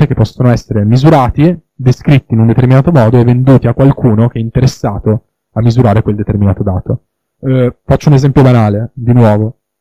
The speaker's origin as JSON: {"language": "Italian", "town": "Turin", "region": "Piedmont", "country": "Italy", "lives_now": "Milan, Italy", "said": "Io, per esempio, sono originario di Torino, adesso vivo a Milano"}